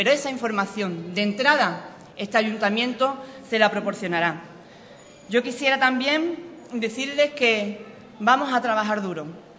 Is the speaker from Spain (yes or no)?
yes; Ubrique, Andalusia, Spain; poder representar a mi pueblo como alcaldesa de Ubrique